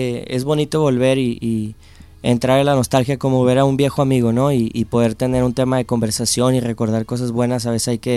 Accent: Monterrey, Nuevo León, Mexico; Vengo desde Monterrey, México, y pues conociendo un poquito la ciudad

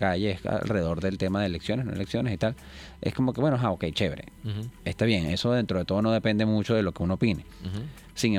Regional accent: Venezuela; nos va a requerir como venezolanos

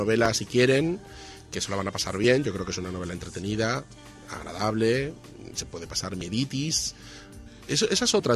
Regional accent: Bilbao, Basque Country, Spain; now in Madrid, Spain; Soy de Bilbao.

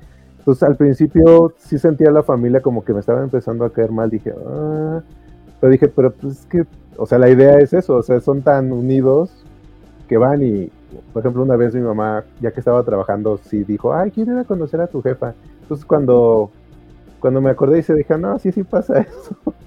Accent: Mexico; pues así somos los mexicanos

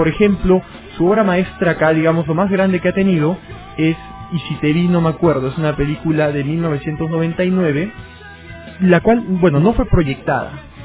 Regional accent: Peru; creo que es en esencia lo que somos los peruanos, es decir, una suma de identidades y colores de piel

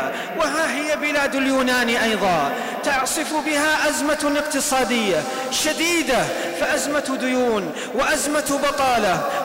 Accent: Saudi Arabia; وفي بلدنا المملكة العربية السعودية عجز العدو أن يخترق بلادنا عسكريا

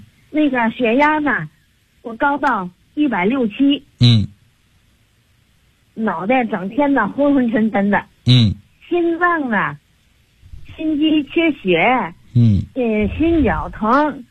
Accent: Tianjin, China; 嗯，我是天津的。

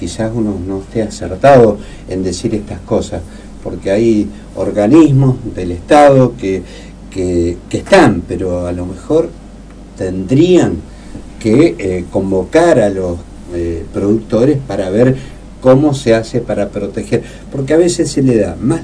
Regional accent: Argentina; Entonces eso es lo que a uno le duele como argentino

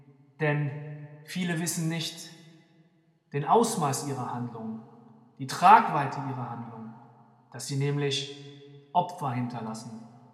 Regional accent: Germany; Ich bin Deutscher und ich bin Moslem.

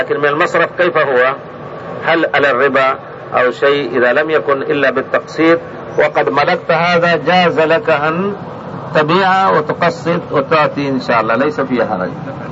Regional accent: Egypt; عندنا في مصر نستاجر الأرض فيها البستان مثلا البرتقال السنة والسنتين

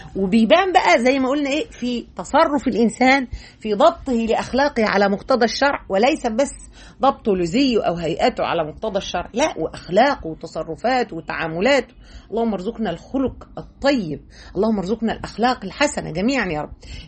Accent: Egypt; زي ما احنا بنقول كمصريين

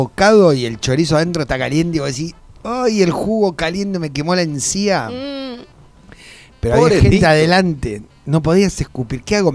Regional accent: Argentina; Soy un actor argentino.

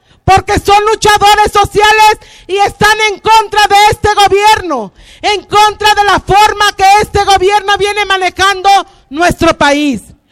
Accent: Mexico; somos netamente mexicanos

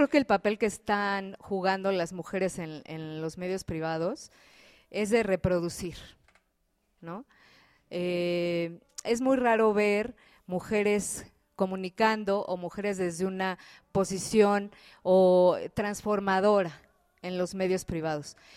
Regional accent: Mexico City, Mexico; now in Chiapas, Mexico; tengo 17 años viviendo aquí, soy originaria del Distrito Federal

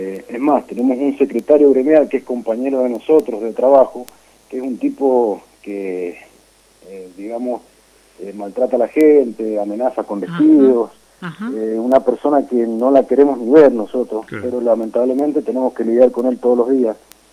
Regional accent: Maipú, Mendoza, Argentina; nos apoyen como mendocinos, como maipucinos que somos

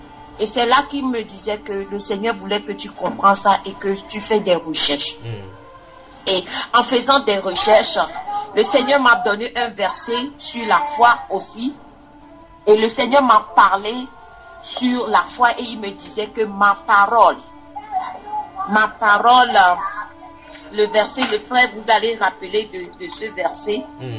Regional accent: Togo; J'ai dit, je viens du Togo.

